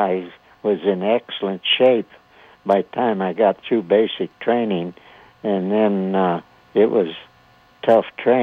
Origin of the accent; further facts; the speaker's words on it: St. Joseph, Missouri, United States; also born or lived in Buchanan County, United States; And I grew up in Buchanan County, Missouri, and later on, 5 or 6 years old, my family moved to St. Joseph, Missouri, where I grew up as a young man.